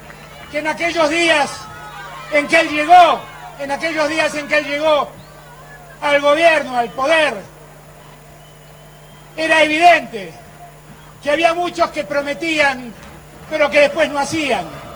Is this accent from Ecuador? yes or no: no; Argentina; Somos la Argentina, somos un país enorme que ha soportado dictaduras y ha vuelto